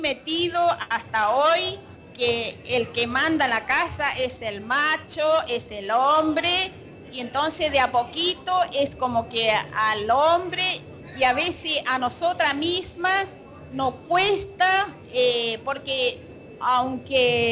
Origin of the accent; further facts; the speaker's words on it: Formosa, Argentina; vengo de una provincia de Formosa, del campo, donde realmente en el campo, en un pueblito